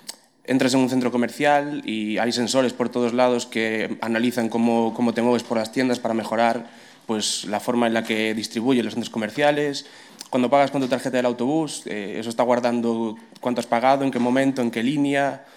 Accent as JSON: {"language": "Spanish", "region": "Galicia", "country": "Spain", "first_language": "Galician", "second_language": "Spanish", "said": "Me da igual, yo soy gallego hablante."}